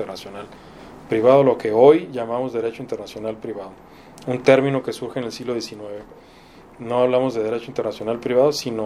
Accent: Mexico; somos orgullosamente de México

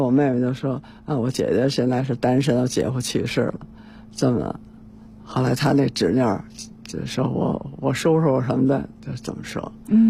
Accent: Tianjin, China; 我们的故乡在天津啊

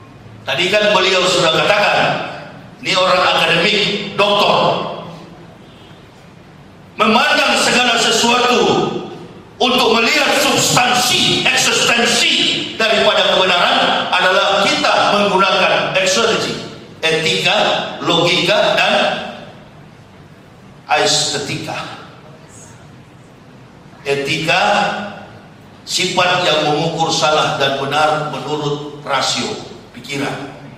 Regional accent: Manado, North Sulawesi, Indonesia; Ini saya orang Manado.

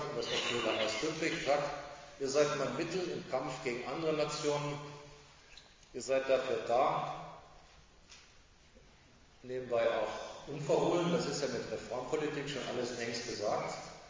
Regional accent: Germany; Ich bin Deutscher, wie ein Franzose, ein Russe ist.

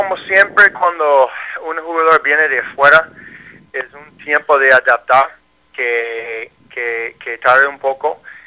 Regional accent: United States; Spanish is a second language; como yo soy americano pero habla español, yo puedo comunicar con los dos grupos.

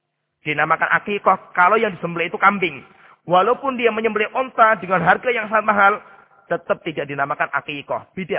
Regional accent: Salatiga, Central Java, Indonesia; Seperti di kampung saya di Salatiga. Salatiga itu hampir mayoritas masyarakat gak suka kambing.

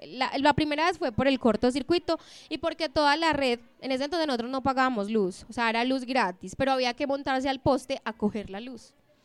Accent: Medellín, Antioquia, Colombia; also born or lived in Sopetrán; Cuando nosotros llegamos a vivir aquí a Medellín, porque yo no nací en Sopetrán, pero viví en Sopetrán dos años, y luego me trajeron acá y viví en uno de los prostíbulos que quedaba por las camas de Amelia.

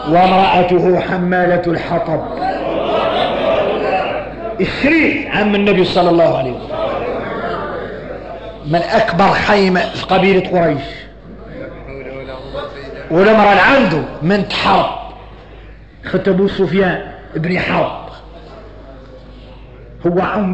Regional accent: Mauritania; اني موريتاني

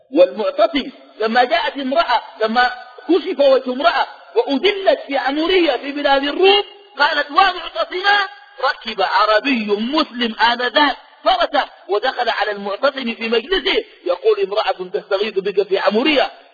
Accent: Sudan; وأنا سوداني بالجنسية السودانية

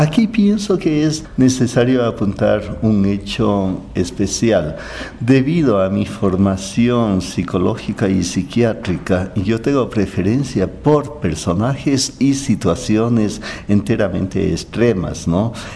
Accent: Ibarra, Imbabura, Ecuador; moved away as an adult; cuando yo emigré desde Ibarra, que es la ciudad natal, y vine a estudiar psicología clínica aquí.

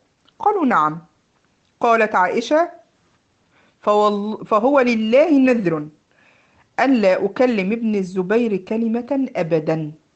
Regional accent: Egypt; زي ما بيقولوا عندنا في مصر ايه، فشار.

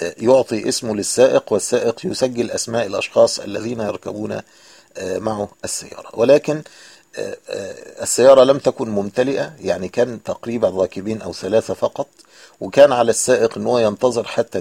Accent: Egypt; هو نفسه العربة الميني باص عندنا في مصر اللي بتأخذ 7 ركاب

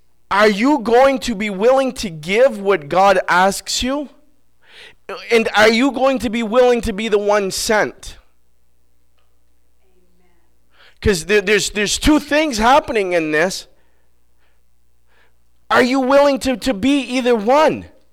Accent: Vermont, United States; I didn't like that word because I'm from Vermont and I do what I want, right?

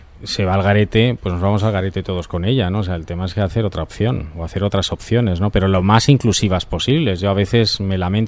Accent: San Lorenzo de El Escorial, Community of Madrid, Spain; Yo soy de allí, de San Lorenzo del Escorial

